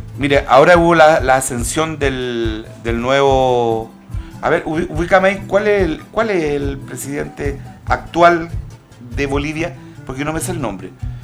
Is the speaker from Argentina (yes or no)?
yes; Jujuy, Argentina; desde Jujuy, soy de La Puna. En realidad soy de La Puna